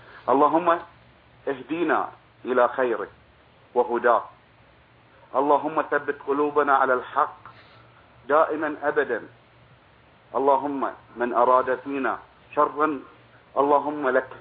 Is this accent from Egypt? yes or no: no; Bahrain; وأنا كإنسان بحريني بسيط